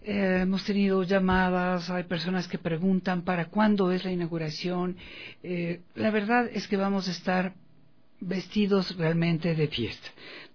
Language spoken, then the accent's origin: Spanish; Ecuador; para todos quienes somos ecuatorianos